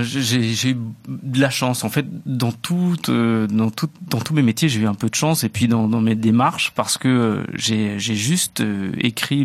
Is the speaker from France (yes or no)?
yes; Hauts-de-France, France; À Roubaix, dans le Nord, puisque je viens du Nord.